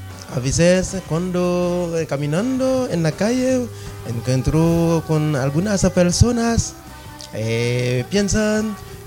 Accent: Haiti; Spanish is a second language; now in Chile; cuando estaba en Haití, escuchando hablar de un país que se llama Chile, es un gusto para quedar en mi país, para venir acá

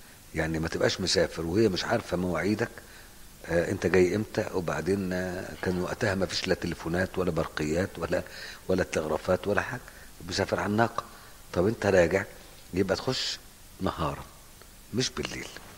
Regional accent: Egypt; يعني احنا لما بنيجي نحرم واحنا جايين من مصر

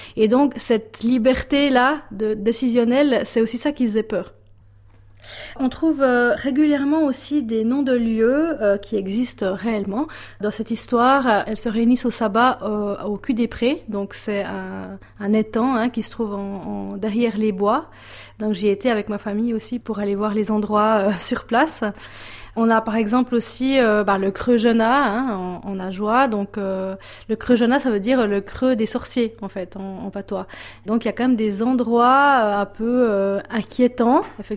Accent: Neuchâtel, Switzerland; je suis une Neuchâteloise, donc il y a plus de patoisans de langue maternelle qui parlent le patois neuchâtelois. Par contre, on avait beaucoup de termes régionaux dans ma famille

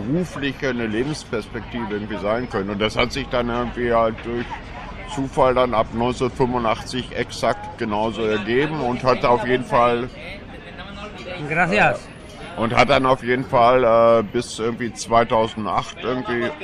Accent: North Rhine-Westphalia, Germany; ursprünglich bin ich aus dem Ruhrgebiet irgendwie

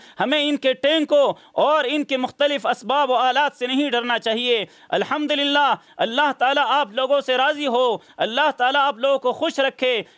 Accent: Pakistan; ہم خود پاکستانی ہیں، ہم پاکستان کے باسی ہیں، پاکستان کے اولاد ہیں

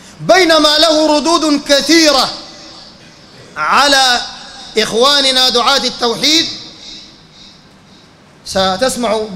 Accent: Sudan; لا من حيث العدد ولا من حيث التأثير وانتشار العقائد عندنا في السودان

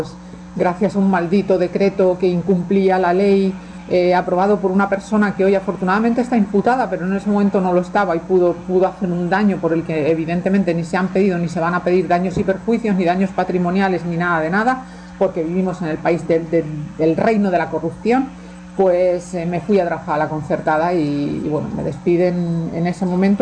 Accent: Spain; Yo soy española

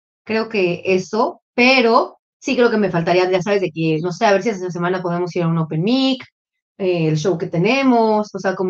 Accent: Puebla, Mexico; decía cosas de Puebla, que es de donde yo soy.

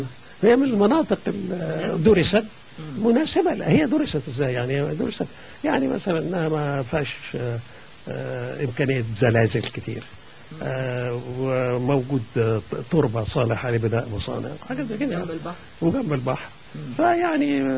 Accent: Egypt; وأنا عايز أقول لك إن كمية الغاز اللي عندنا في مصر

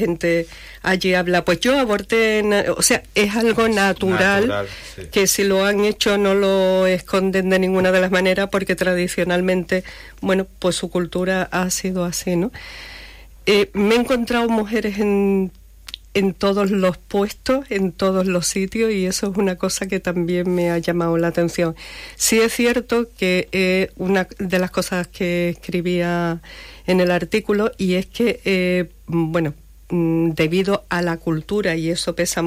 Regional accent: Cuba; pero en mi país que no me lo toque una bota de Estados Unidos. Uh-huh. Eso en Cuba es...

